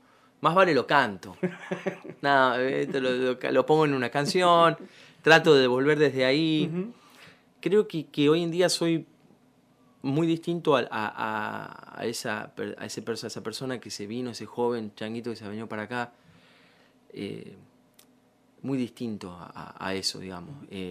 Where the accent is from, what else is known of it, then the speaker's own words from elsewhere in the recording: San Miguel, Buenos Aires Province, Argentina; De San Miguel, sí. Quiero, amo. Para mí, vos me decís, mi barrio San Miguel, Villalén en San Miguel